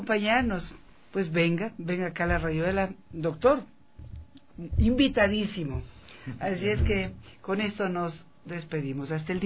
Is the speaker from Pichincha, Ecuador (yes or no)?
yes; Quito, Pichincha, Ecuador; como somos los quiteños